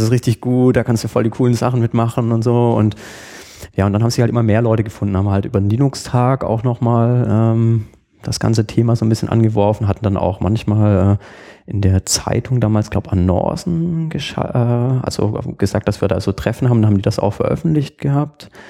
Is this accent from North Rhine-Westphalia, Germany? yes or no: no; Burgstall an der Murr, Baden-Württemberg, Germany; ich komme aus einem Dorf, Burgstall an der Mur, das ist so zwischen Backnang und Winnenden